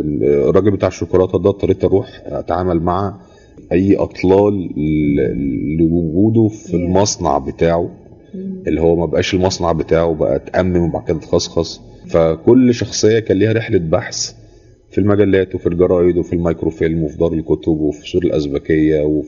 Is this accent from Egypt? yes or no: yes; Egypt; حاجه تفصيله في حياتي كمصري وجزء من شخصيتي